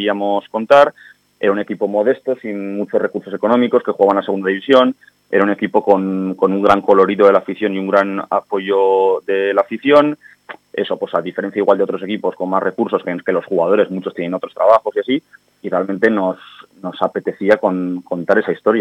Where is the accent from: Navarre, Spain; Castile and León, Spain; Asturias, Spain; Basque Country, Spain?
Navarre, Spain; Pamplona; nosotros aquí comentamos que el equipo es motor, somos de Iruña